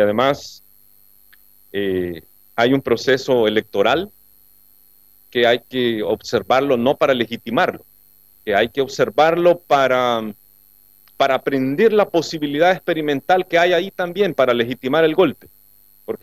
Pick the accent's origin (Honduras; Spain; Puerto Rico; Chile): Honduras; Antes los hondureños y las hondureñas no salíamos, contábamos poco, estábamos bien metidos en nuestra burbuja